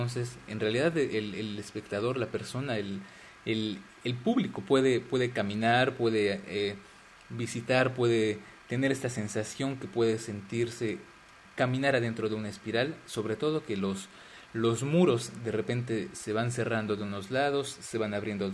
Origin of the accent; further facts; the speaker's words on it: Mexico; now in Paris, France; Yo soy mexicano, pero bueno, vivo en París actualmente por razones de estudio y de trabajo.